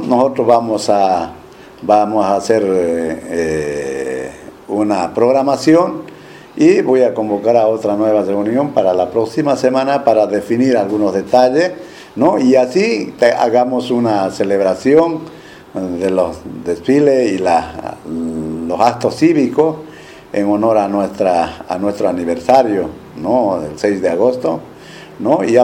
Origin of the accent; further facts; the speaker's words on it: Bolivia; para mostrar el civismo, ¿no? como bolivianos.